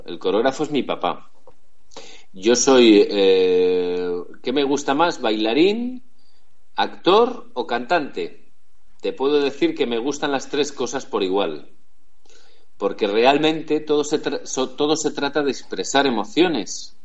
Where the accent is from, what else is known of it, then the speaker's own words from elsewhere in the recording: Spain; A España nunca, porque yo soy español